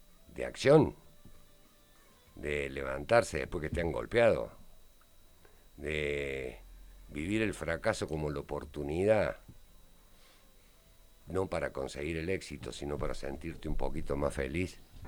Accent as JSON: {"language": "Spanish", "region": "Córdoba", "country": "Argentina", "said": "yo vengo de San Vicente, otra república, ¿no? La de los corsos, la de las murgas."}